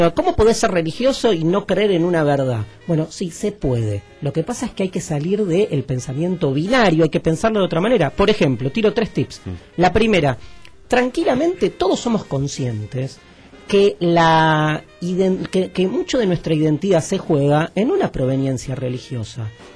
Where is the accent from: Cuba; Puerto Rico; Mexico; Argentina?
Argentina; ni como judío, ni como argentino, ni como judío argentino, como lo quieras comulgar, esa identidad rara que conflictiva y hermosa que tenemos muchos judíos argentinos